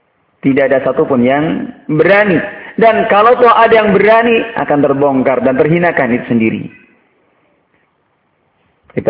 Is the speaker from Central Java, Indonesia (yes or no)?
yes; Surakarta, Central Java, Indonesia; Kalau saya orang Solo bilang, tafsir saya utiletewe.